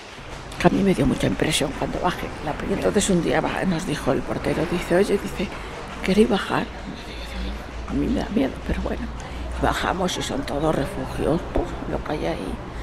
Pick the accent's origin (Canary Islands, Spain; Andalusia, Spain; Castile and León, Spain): Castile and León, Spain; Salamanca; now in Madrid, Spain; Y soy de Salamanca. Y me vine aquí a Madrid, aquí hasta casa, y aquí estoy.